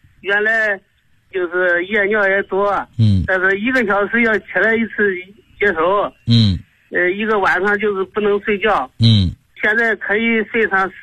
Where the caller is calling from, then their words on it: Korla, Xinjiang, China; 我是来自新疆库尔勒的。